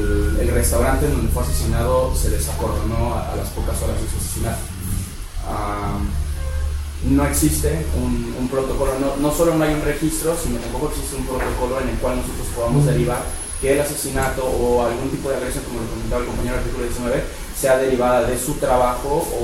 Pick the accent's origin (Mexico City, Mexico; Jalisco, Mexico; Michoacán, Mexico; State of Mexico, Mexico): Jalisco, Mexico; un caso de Jalisco, en Grupo Vital, soy de allá